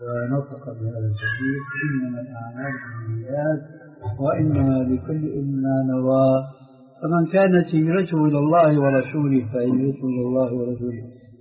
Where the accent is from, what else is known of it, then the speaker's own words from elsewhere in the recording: Syria; هذا معروف عندكم عندنا في سوريا